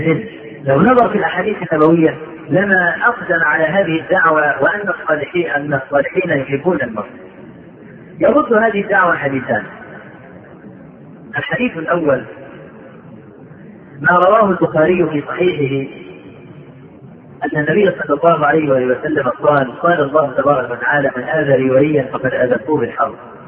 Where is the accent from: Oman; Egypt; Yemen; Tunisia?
Egypt; عندنا في مصر